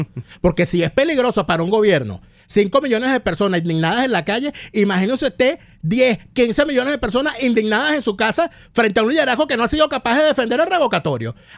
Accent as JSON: {"language": "Spanish", "country": "Venezuela", "said": "porque eso yo no lo puedo aceptar como venezolano"}